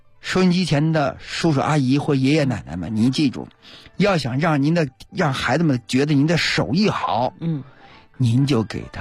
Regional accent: Beijing, China

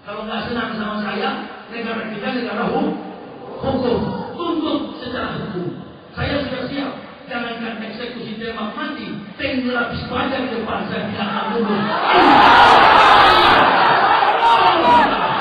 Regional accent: Manado, North Sulawesi, Indonesia; saya ini orang Manado.

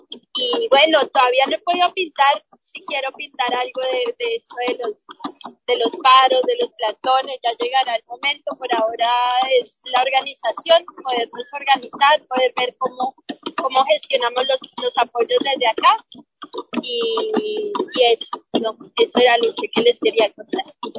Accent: Colombia; moved away; Yo en lo personal también salí por violencia, y muchas veces me planteo el volver a Colombia, pero una de las cosas que me retiene es la violencia de mi país

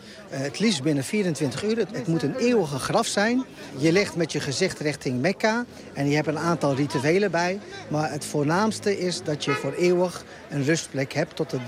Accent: Amersfoort, Utrecht, Netherlands; Dus wij zijn ook Amersfoorters, recht om ook begraven te worden in onze stad.

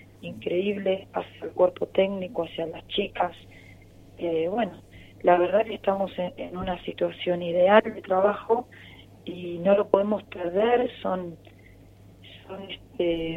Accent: Argentina; nosotros, como bien argentino, vamos a ir a jugar el partido

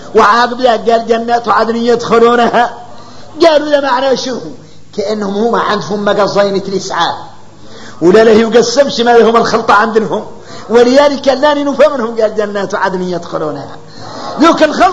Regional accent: Mauritania; احنا موريتاني

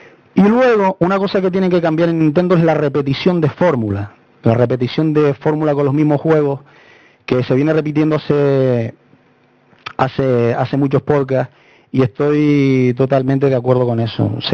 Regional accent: La Palma, Canary Islands, Spain; yo soy de aquí de Canarias, de una isla pequeñita al lado, La Palma.

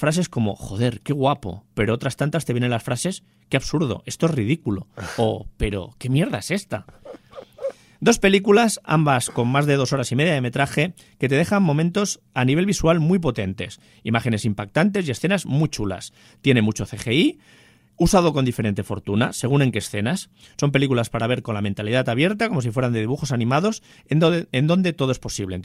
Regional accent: San Sebastián, Basque Country, Spain; Recordad que este ser humano que os está hablando viene de Donosti, cargado de títulos.

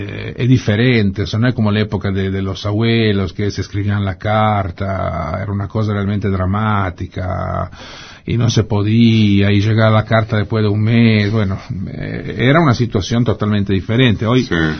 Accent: Genoa, Liguria, Italy; Eso es en Génova, sí.

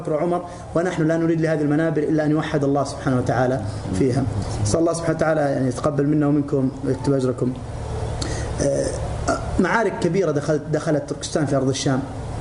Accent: Mecca, Makkah Province, Saudi Arabia; now in Syria; أنا كمهاجر جئت من مكة

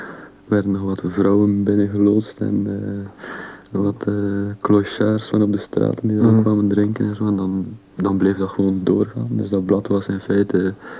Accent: Belgium; Vooral omdat ik als Belg en Frans.

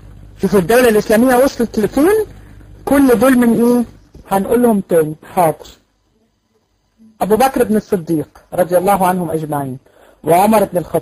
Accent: Egypt; في معهد اتفتح لكده عندنا في مصر في المعادي.

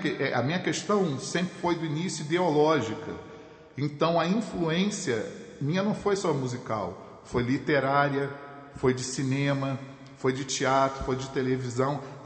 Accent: Rio de Janeiro, Brazil; Eu sou carioca, mas eu também vejo o mundo muito pela ótica do que eu vivi no Rio, né?

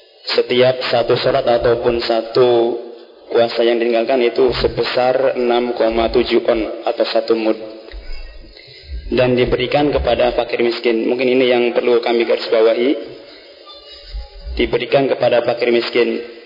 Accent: Astana Japura, West Java, Indonesia; Saya dari Astana Japura aslinya, punya mertua ataupun istri orang Talun, adatnya seperti itu sama.

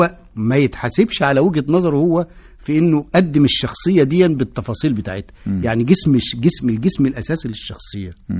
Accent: Egypt; الذي لم نحسه او نشعر به كمصريين

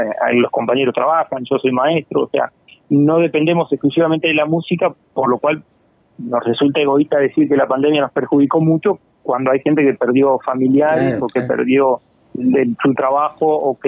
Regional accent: San Gregorio de Polanco, Tacuarembó, Uruguay; Y yo soy de San Gregorio de Polanco, así que no, ninguno es de la capital

